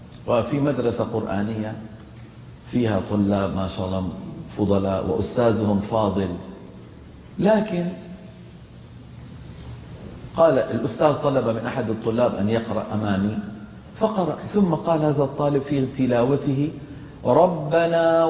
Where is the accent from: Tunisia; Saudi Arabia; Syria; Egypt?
Syria; Damascus, Damascus Governorate; accent: Damascene; مثلا أنا عربي دمشقي، لكن عندي في لهجة العامية الدمشقية ظواهر لهجية